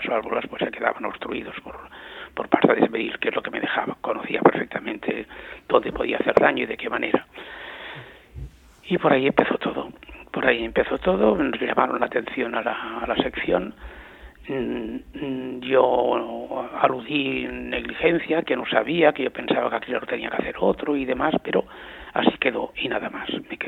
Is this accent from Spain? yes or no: yes; Spain; yo había conocido una situación revolucionaria y generosa en mi país y había cambiado todo totalmente y no podía ya seguir viviendo en esta España